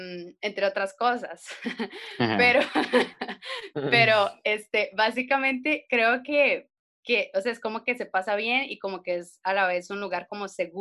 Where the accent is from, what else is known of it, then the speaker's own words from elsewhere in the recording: Cartago, Costa Rica; Soy artista costarricense de Cartago.